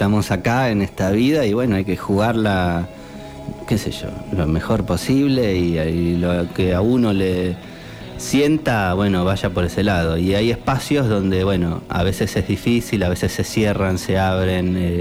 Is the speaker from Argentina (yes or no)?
yes; Buenos Aires, Argentina; now in Colón, Argentina; Yo soy de Buenos Aires, hace 4 años que vivo en Colón.